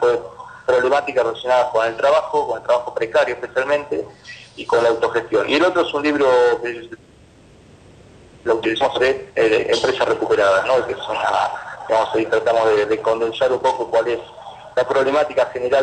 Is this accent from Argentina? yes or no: yes; Argentina; Son de autores que son, algunos somos argentinos